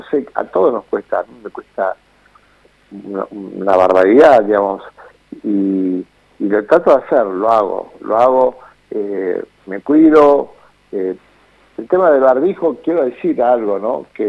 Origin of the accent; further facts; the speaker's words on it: Buenos Aires, Argentina; los porteños y las porteñas somos muy particulares, ¿no?